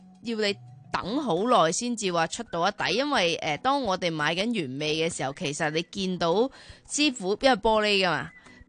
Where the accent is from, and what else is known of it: Hong Kong